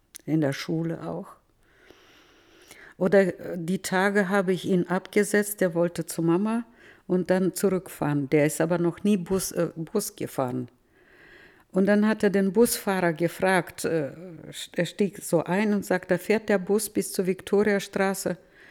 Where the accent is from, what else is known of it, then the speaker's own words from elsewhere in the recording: Novotroitsk, Orenburg Oblast, Russia; now in Germany; ich komme aus Nowotroiz, das sind nur 20 Kilometer der Differenz.